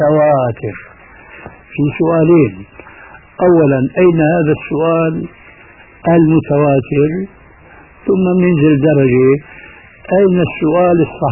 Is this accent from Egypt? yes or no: no; Levant, Syria; كما يقولون عندنا في الشام من فوق الاساطيح